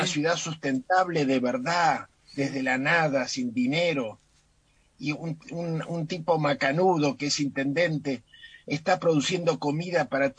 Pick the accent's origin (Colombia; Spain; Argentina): Argentina; y como argentinos nos dimos un gran gusto, ¿no?